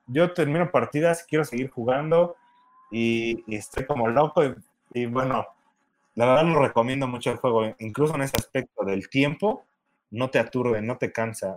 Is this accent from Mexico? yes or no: yes; Mexico; Yo soy el enviciador mexicano de Aristella.